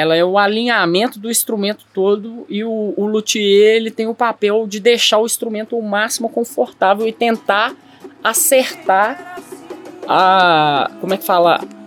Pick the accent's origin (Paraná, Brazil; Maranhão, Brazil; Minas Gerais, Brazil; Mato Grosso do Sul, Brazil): Minas Gerais, Brazil; Belo Horizonte; Eu nasci e fui criado no Barreiro.